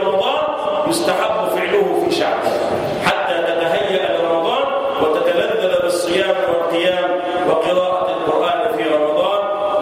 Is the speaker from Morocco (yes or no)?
no; Egypt; اللهم احفظ بلدنا مصر وسائر بلاد